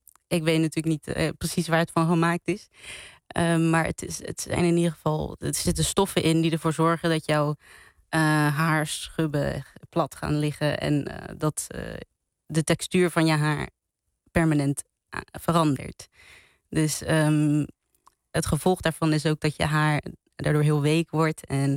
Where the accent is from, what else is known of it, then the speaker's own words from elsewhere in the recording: Cape Verde; Ik kom zelf uit Kaapverdië en in haar tijd was Kaapverdië nog een kolonie van Portugal.